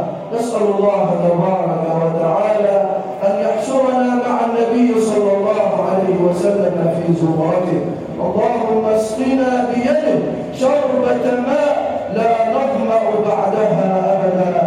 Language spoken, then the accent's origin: Arabic; Egypt; واجعل بلدنا مصر راحه للامن والامان